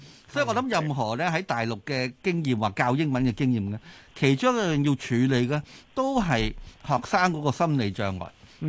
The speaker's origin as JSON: {"language": "Cantonese", "region": "Guangdong", "country": "China", "said": "就算譬如我廣東人學普通話都係嘅"}